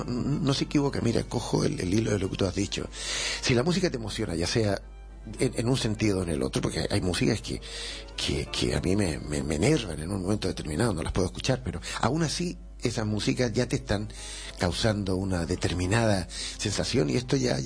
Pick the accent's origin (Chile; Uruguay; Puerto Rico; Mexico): Chile; Nosotros como chilenos tenemos el tango al otro lado de los Andes.